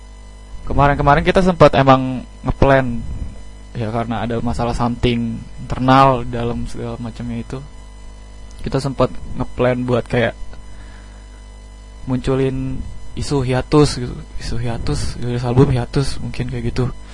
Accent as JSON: {"language": "Indonesian", "town": "Tangerang", "region": "Banten", "country": "Indonesia", "lives_now": "Malang, Indonesia", "said": "Jadi kayak aku sendiri kan dari Tangerang, terus kayak Bayu juga dari Medan"}